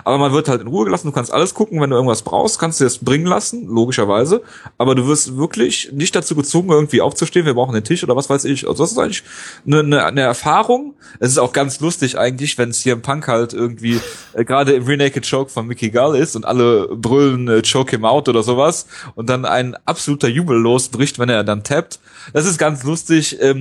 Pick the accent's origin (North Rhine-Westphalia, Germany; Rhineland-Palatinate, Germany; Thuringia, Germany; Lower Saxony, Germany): North Rhine-Westphalia, Germany; Leverkusen; Ja, ich komme ja aus Leverkusen und dann geht man da halt auch ins Stadion.